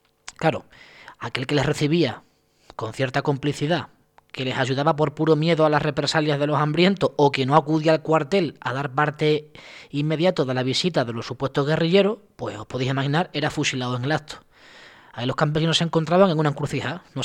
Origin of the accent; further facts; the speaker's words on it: Extremadura, Spain; pues en la Siberia extremeña, en mi tierra